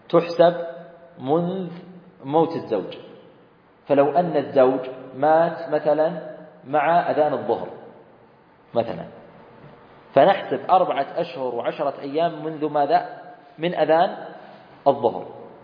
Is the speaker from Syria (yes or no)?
no; Saudi Arabia; وصارت مرة قضية هنا عندنا في السعودية، وصلت المحكمة